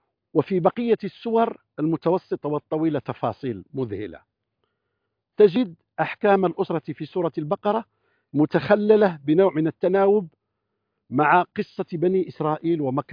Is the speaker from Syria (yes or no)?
no; Kuwait; وهو من الدكاترة المعروفين عندنا في الكويت